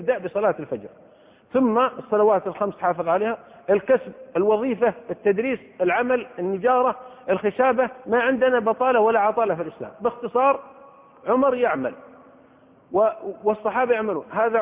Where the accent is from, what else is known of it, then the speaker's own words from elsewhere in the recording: Saudi Arabia; وحضرت من السعودية مع 10 من طلبة العلم